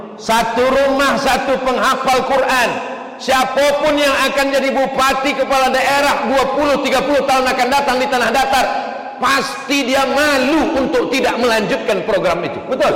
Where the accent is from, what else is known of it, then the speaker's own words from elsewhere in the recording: Riau, Indonesia; ambo kan dari Riau